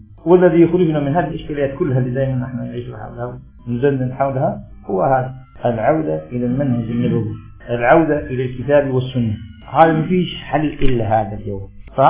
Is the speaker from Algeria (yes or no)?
yes; Algeria; عندنا في الجزائر سبح اسمه قل يا كثرة السلامة